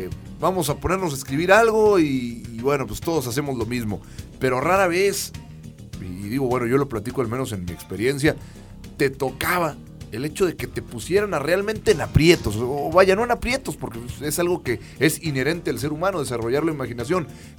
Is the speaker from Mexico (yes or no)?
yes; Mexico; más allá de que somos mexicanos y que a veces hacemos las cosas a última hora